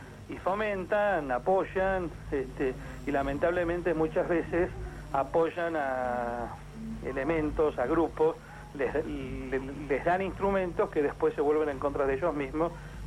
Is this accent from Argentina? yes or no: yes; Argentina; las naciones como la Argentina, de desarrollo relativo, tenemos que hacer todo lo posible para preservar que esa injerencia no se extienda. Empezando, obviamente, por nuestro propio país.